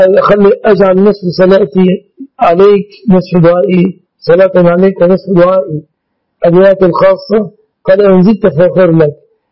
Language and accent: Arabic; Egypt; أنا كمستخدم مصري لن أشتري أدويتكم